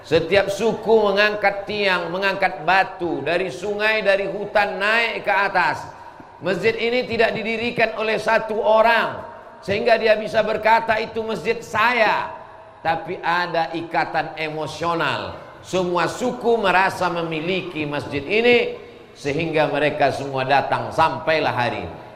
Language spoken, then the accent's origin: Indonesian; Riau, Indonesia; Saya dari Riau.